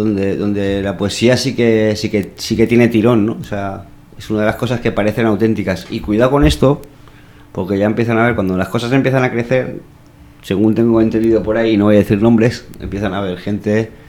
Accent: Valencia, Valencian Community, Spain; yo soy de Valencia

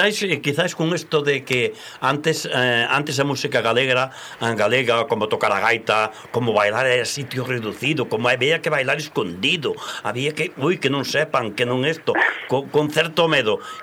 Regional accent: Galicia, Spain; Pero eu son galego dende os pés hasta o último pelo que teño blanco na cabeza.

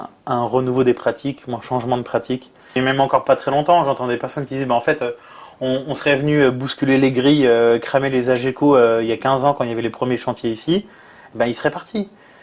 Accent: Grand Est, France; born there; vu que je suis né dans le Grand Est maintenant

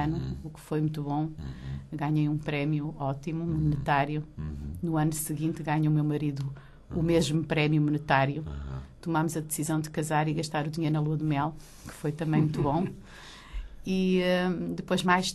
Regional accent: Maputo, Maputo City, Mozambique; born there; Ora, eu nasci em Lourenço Marques, Moçambique. Vivi lá momentos maravilhosos e exóticos.

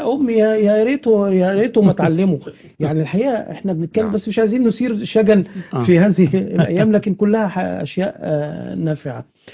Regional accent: Sharqia Governorate, Egypt; انا قريتنا كنت اروحها وانا صغير في الشرقية

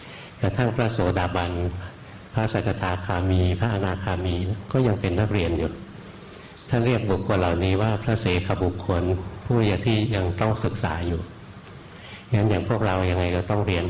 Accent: Bangkok, Thailand; บ้านเกิดหลวงพ่ออยู่แถวนี้แหละอยู่แถววรจักรนี่เอง

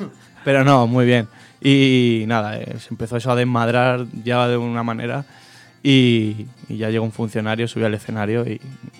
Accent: Madrid, Community of Madrid, Spain; somos de Carabanchel, nos hemos criado en la calle, porque ahora está todo lleno de urbanizaciones y los chavales están allí dentro, pero nosotros desde que somos pequeños jugábamos en la calle, nos movíamos por el barrio y por Madrid como queríamos.

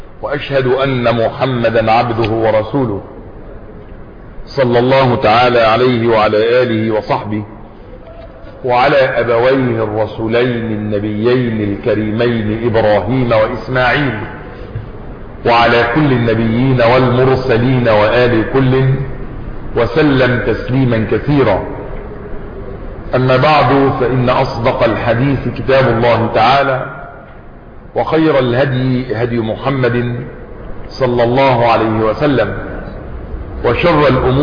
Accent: Egypt; يعني بلادنا مصر مرت بأمور كثيرة وبفتن كثيرة

